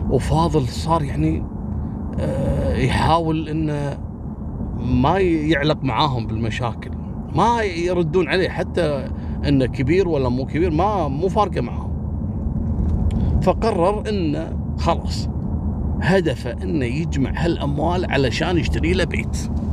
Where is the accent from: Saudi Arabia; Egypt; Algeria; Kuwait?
Kuwait; فكل الدول في العالم مرحب فيها عندنا في الكويت